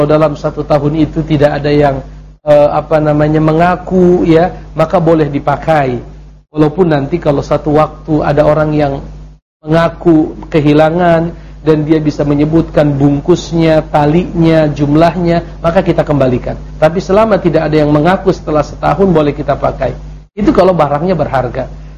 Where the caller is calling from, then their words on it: Bandung, West Java, Indonesia; Saya dari Bandung ingin bertanya